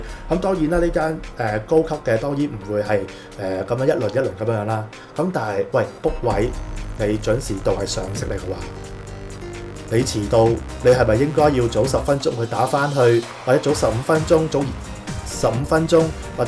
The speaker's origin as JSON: {"language": "Cantonese", "country": "Hong Kong", "said": "佢哋衰啲講句啦，即係同我哋香港人講嗰啲啫"}